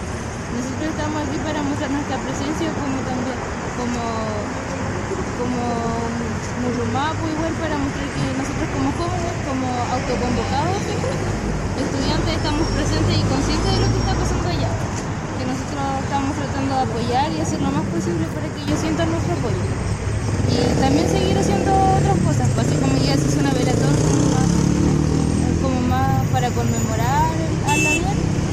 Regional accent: Puerto Montt, Los Lagos, Chile; yo soy de Puerto Montt.

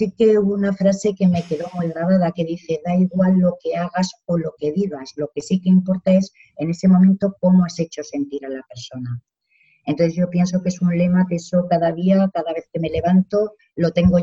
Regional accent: Zaragoza, Aragon, Spain; de Zaragoza, yo soy trabajadora social

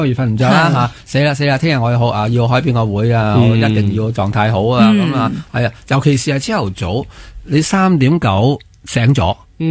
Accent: Hong Kong; 我哋香港人唔使讲啦

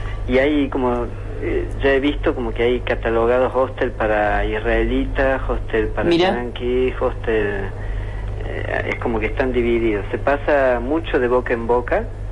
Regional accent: Córdoba, Argentina; Yo también soy turista porque soy cordobés.

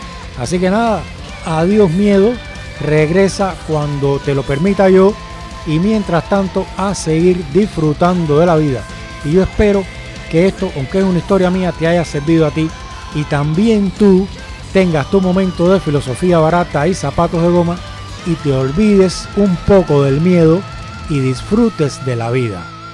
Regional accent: Cuba; todo el que me oye hablar sabe que soy cubano y el que lo sabe porque yo se lo he dicho también, como yo soy cubano

